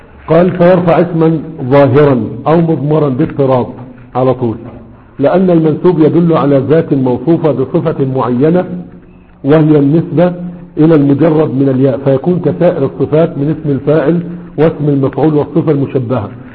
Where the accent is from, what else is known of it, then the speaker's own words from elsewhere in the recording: Egypt; عندنا في مصر